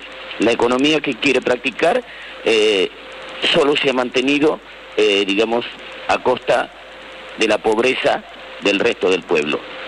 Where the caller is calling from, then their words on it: Buenos Aires, Argentina; de la Paternal.